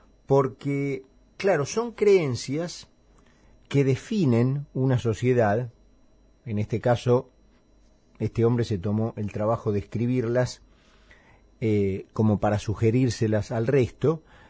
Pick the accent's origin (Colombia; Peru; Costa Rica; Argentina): Argentina; Lo cual habla bastante de cómo somos los argentinos